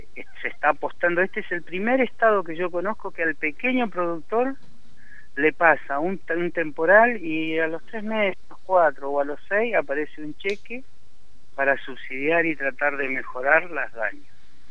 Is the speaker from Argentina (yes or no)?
yes; Argentina; Es todo, somos argentinos.